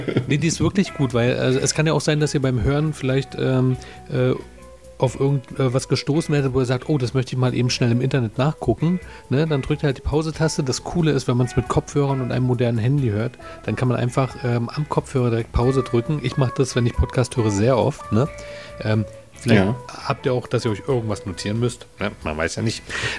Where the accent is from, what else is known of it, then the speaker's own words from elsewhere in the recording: Berlin, Germany; obwohl als Berliner sagt man Berlinerisch. Also so kenne ich es.